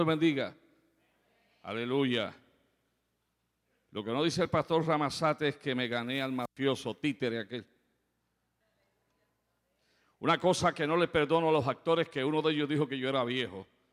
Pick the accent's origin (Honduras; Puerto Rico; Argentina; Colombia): Puerto Rico; No he encontrado más hospitalidad en mi país que en el oeste de Puerto Rico.